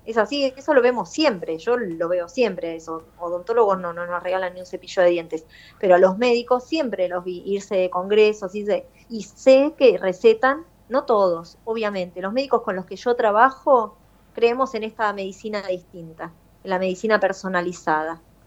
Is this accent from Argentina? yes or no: yes; La Plata, Buenos Aires Province, Argentina; Yo soy de La Plata